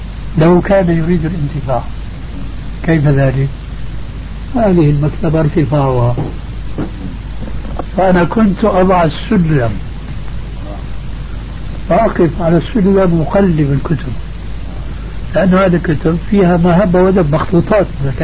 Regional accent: Damascus, Damascus Governorate, Syria; كما يقال عندنا في دمشق

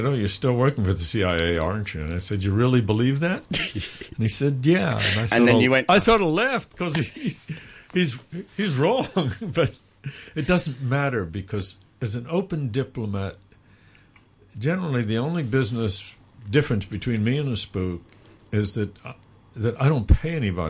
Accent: New York, United States; now in Hong Kong; And I grew up in New York, so I have a good comparison.

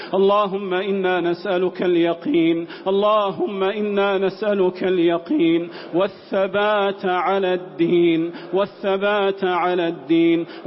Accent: Saudi Arabia; اللهم أدم على بلادنا المملكة العربية السعودية بلاد الحرمين والشريفين أمنها وأمانها

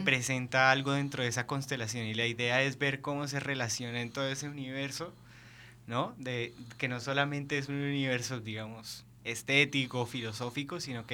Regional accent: Bogotá, Bogotá Capital District, Colombia; moved away; Soy de Bogotá.

